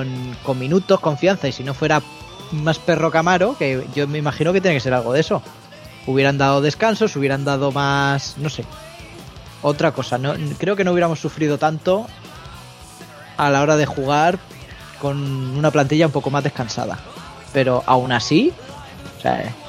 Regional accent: Alicante, Valencian Community, Spain; O sea, bueno, como alicantino, al

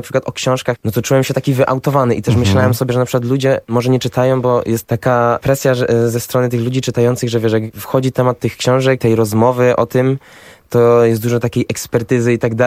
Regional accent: Silesian Voivodeship, Poland; chociaż sam jestem ze Śląska, więc jakoś bardziej w tym tkwiłem niż w tym warszawskim.

